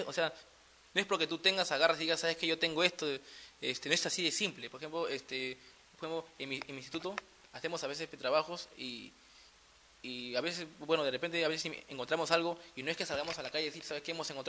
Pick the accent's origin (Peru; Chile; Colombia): Peru; acá como peruano